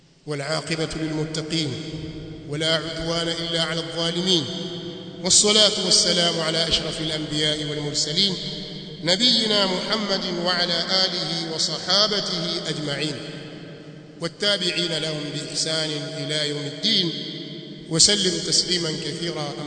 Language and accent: Swahili; Tanzania; sote sisi ni Watanzania, sote Watanzania